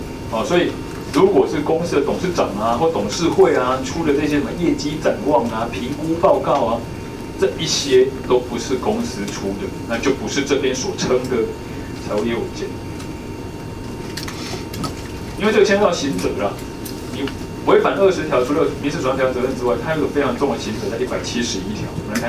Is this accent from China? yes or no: no; Taiwan; 这个在我台湾人的心中我无法理解。